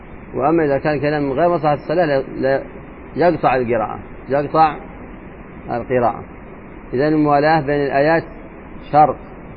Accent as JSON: {"language": "Arabic", "region": "Hadhramaut", "country": "Yemen", "said": "الأشياء صعبة عندنا في حضرموت"}